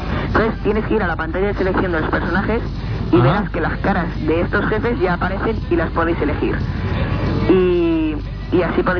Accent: Valencia, Valencian Community, Spain; soy de Valencia.

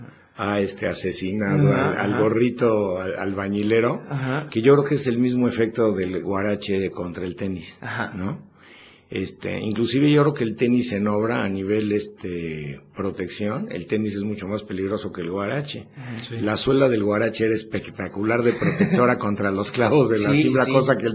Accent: Mexico City, Mexico; now in Puebla, Mexico; Y yo originalmente cuando llegué a Puebla, o sea que me vine de México

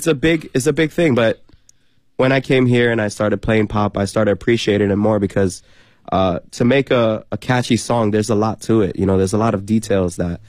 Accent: New York City, New York, United States; now in China; Well, no, because I'm from New York. I'm from New York City. So a lot of it's there already.

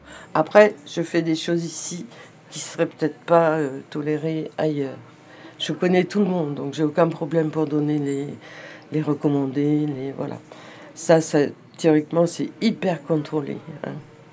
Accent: Serres, Provence-Alpes-Côte d'Azur, France; born there; Moi, je suis née à Serres. Ma maman était institutrice à Serres. Je suis partie, j'avais un an, et je suis revenue en 75.

